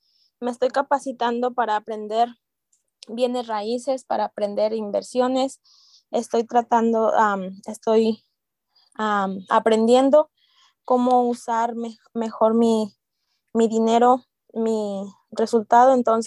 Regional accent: Zamora, Michoacán, Mexico; moved away; Tengo 22 años aquí en este país y soy de Michoacán, Zamora, Michoacán.

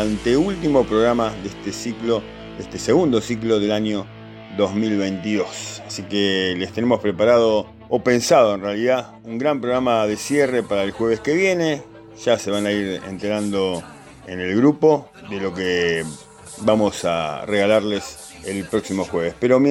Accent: Argentina; Como soy argentino y no vivo en un cubito, me tengo que adaptar a la situación

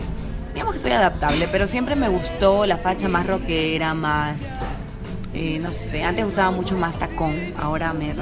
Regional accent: Pile, Manabí, Ecuador; born there; a mi Manabí, mi provincia. Como saben, pues allá es la cuna de los sombreros de paja toquilla, Pile exactamente es el sitio. Y la idea era hacer un homenaje a la tierra que me vio nacer, de donde vengo.

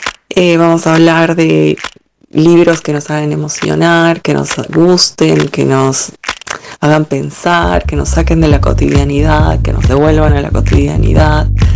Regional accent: Cochabamba, Bolivia; Soy boliviana, de Cochabamba. En Bolivia se diría que soy Llactamasi.

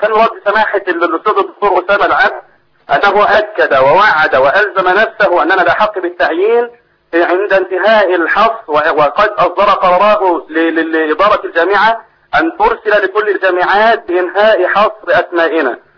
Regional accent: Egypt; لا زالت هذه السياسه القاذره عندنا في مصر

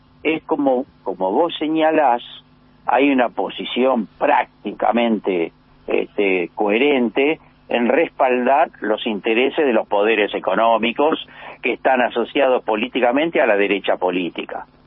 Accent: Buenos Aires, Argentina; los que pagan los impuestos somos los ciudadanos porteños, las ciudadanas porteñas.

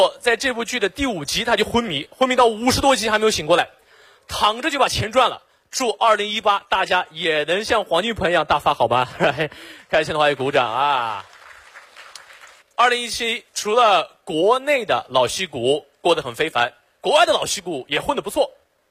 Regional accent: Xinjiang, China; 我解释一下，我不是老外。我来自新疆，我是维吾尔族啊，就是和那个迪丽热巴特别火的民族

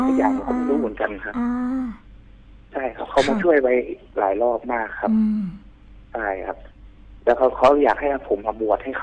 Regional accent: Narathiwat, Thailand; ตอนอยู่นราธิวาสผมเกิดที่นราธิวาสครับ

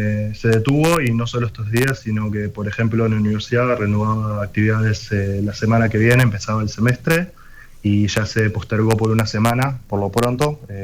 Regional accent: Montevideo, Uruguay; moved away as an adult; also born or lived in Maldonado; now in Israel; Crecí en Montevideo y viví un par de años en Maldonado. Y con 18 años me vine en el 2016 a Israel a estudiar y vivir aquí.

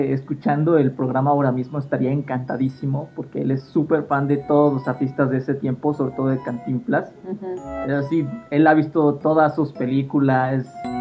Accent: northern Mexico, Mexico; accent: norteño; now in Mexico City, Mexico; al parecer nunca tuve el acento de mi tierra, que es como un poquito norteño el acento que de mi gente, pero no sé, yo siempre he hablado muy un poquito así, como muy neutro. Y ya, ahorita que llevo viviendo aquí tantos años, ya hablo súper chilango

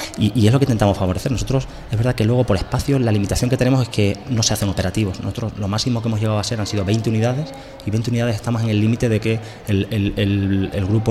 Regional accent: Extremadura, Spain; yo soy extremeño, vengo de... de tierra, de agricultores y de huertas

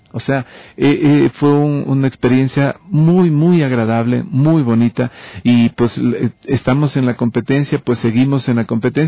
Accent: Loja, Ecuador; somos ecuatorianos … de Loja y mi esposa Flor de Oro, ella es de Esmeraldas

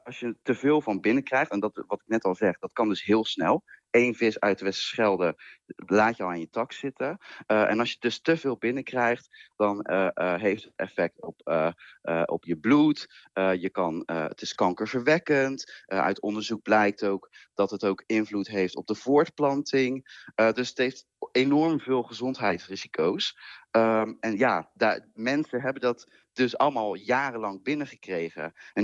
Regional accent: Zeeland, Netherlands; Ik ben in Zeeland opgegroeid natuurlijk.

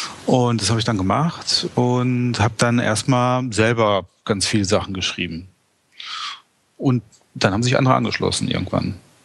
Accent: North Rhine-Westphalia, Germany; ich komme eigentlich aus dem Ruhrgebiet

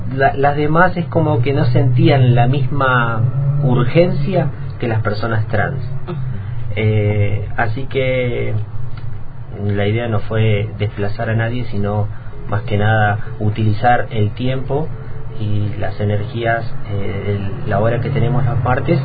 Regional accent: Viedma, Río Negro, Argentina; Yo soy de acá de Viedma.

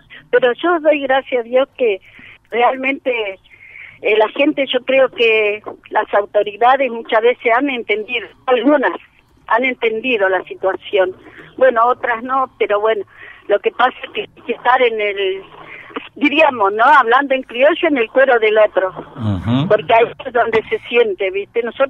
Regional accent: Bariloche, Río Negro, Argentina; moved away as an adult; now in Viedma, Argentina; No, yo soy de Bariloche, me vine muy joven, tenía 21 años cuando llegué acá

